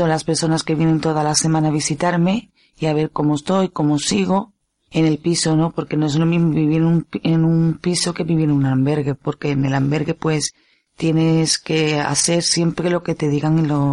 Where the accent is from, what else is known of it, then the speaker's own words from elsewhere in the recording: Seville, Andalusia, Spain; now in Zaragoza, Spain; De Sevilla.